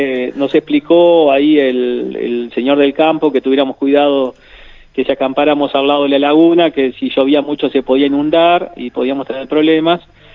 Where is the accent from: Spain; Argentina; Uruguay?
Uruguay; Mercedes, Soriano; also born or lived in Durazno / San José / Tacuarembó; yo soy de Mercedes, pero viví hasta los 6 años y después a mi padre lo trasladan ahí a Durazno, que era gerente del banco comercial, y yo viví en Durazno 5 años